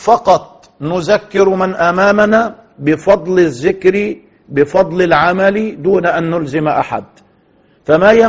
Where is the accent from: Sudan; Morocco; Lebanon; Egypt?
Egypt; كما نقول دائما في المثل العام عندنا في مصر